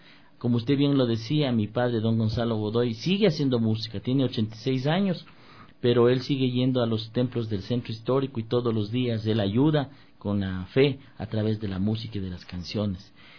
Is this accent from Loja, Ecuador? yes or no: no; Riobamba, Chimborazo, Ecuador; born there; Yo nací en Riobamba